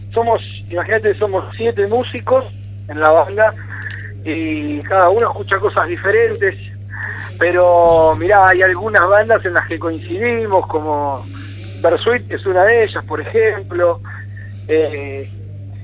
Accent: La Plata, Buenos Aires Province, Argentina; porque somos todos de La Plata

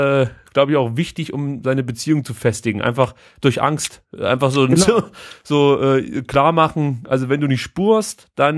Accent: East Germany, Germany; ich bin in der DDR groß geworden. Ich bin letzten Endes nicht am Atomkraftwerk aufgewachsen, sondern im Atomkraftwerk.

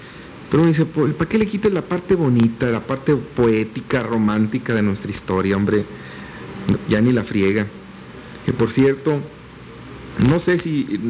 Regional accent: Santa Catarina, Nuevo León, Mexico; yo nací en Santa Catarina. Pues está 20 kilómetros, pues sí, pero pues todavía nací en Santa Catarina, hombre. Cuando me dicen, es regio, no, soy de Santa Catarina.

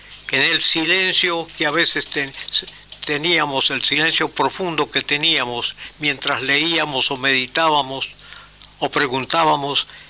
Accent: Rosario, Santa Fe, Argentina; now in Buenos Aires, Argentina; Nosotros venimos de Rosario, somos como unos cuatro mosqueteros que hemos llegado con de distintos trasfondos religiosos, culturales, familiares, personales

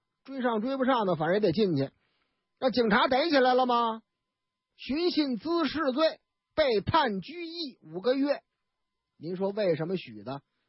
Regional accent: Northeast China, China; 但是呢，有一点，我们东北人老家话哪句呀

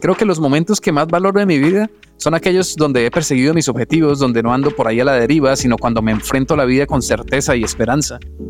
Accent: Santander, Colombia; Guane es una etnia indígena aquí donde yo soy, de Santander, Colombia

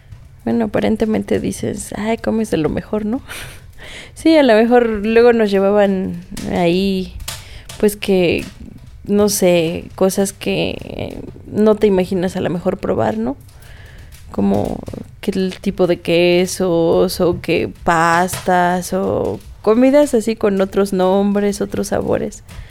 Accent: Tlaxcala, Mexico; No, pues que eres de soy de Tlaxcala.

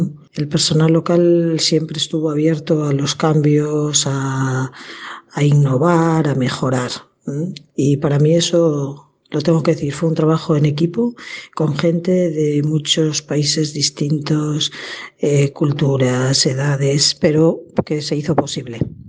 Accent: Santander, Cantabria, Spain; born there; nací en Santander hace 46 años y allí estudié medicina en la Universidad de Cantabria. Justo 4 meses después de acabar medicina entré en la Congregación de Esclavas del Sagrado Corazón a la que pertenezco

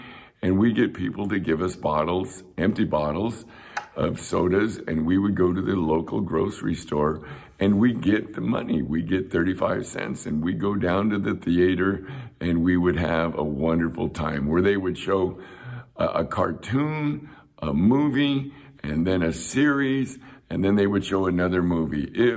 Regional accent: Chula Vista, California, United States; I grew up in Chula Vista, California.

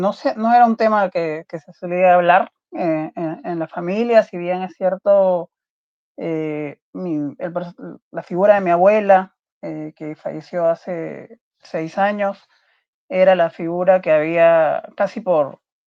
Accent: Peru; en mi país, acá en Perú

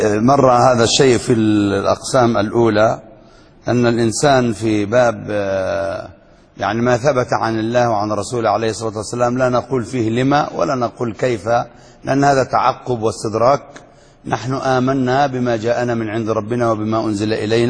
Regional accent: Yemen; وما شاء الله ما أكثرهم عندنا في اليمن المجانين اللي بيدعوا النبوة

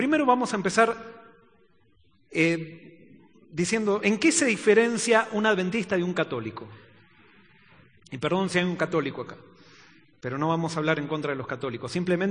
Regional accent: Argentina; born there; yo nací por accidente en Argentina, pero nací por decisión en el reino de los cielos y ya no soy más argentino.

